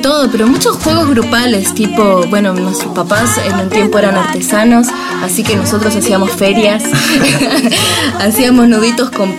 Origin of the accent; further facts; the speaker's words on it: Bariloche, Río Negro, Argentina; also born or lived in Santa Marta, Colombia; años de mi vida era campo, era selva, pero de muy chica mis papás se viajaron con la familia hacia acá, hacia Bariloche, así que la otra mitad de mi infancia la pasé en Bariloche.